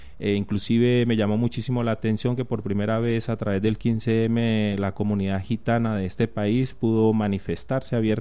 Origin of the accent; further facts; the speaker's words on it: Colombia; yo vengo de Colombia y en Colombia está muy bien dividido quiénes van a los supermercados del norte y quiénes van al